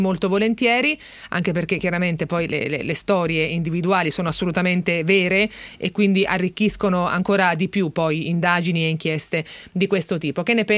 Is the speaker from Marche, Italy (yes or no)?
yes; Serrapetrona, Marche, Italy; Guarda che è di Serra Petrone, delle mie parti